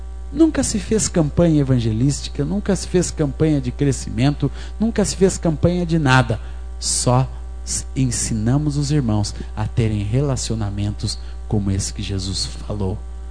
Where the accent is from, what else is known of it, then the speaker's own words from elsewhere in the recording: Coronel Fabriciano, Minas Gerais, Brazil; Hoje mesmo estava marcando lá um evento em Coronel Fabriciano, minha cidade natal.